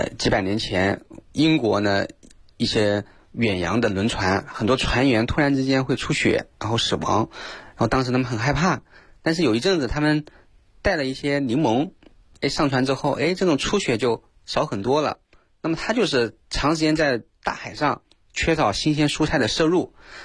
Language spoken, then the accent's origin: Chinese; Hunan, China; 像我们湖南人特别爱吃辣椒